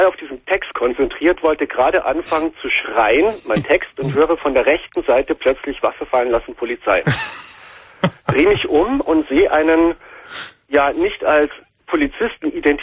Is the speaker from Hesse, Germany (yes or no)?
no; Munich, Bavaria, Germany; Und ich spiele derzeit in meiner Heimatstadt, also in Bayern, in München